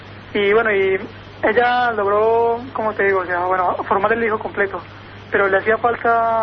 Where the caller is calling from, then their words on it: Colombia; No soy de aquí, bueno, soy de Colombia